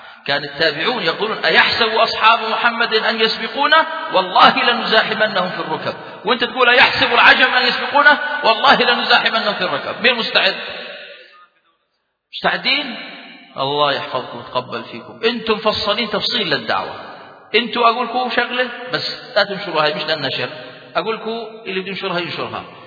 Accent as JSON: {"language": "Arabic", "country": "Jordan", "said": "الشيخ يعرف رجلا عندنا في الأردن"}